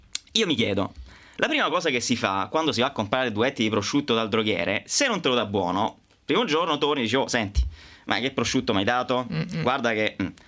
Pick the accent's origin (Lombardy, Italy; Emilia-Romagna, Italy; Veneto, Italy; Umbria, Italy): Umbria, Italy; io sono umbro, tu marchigiana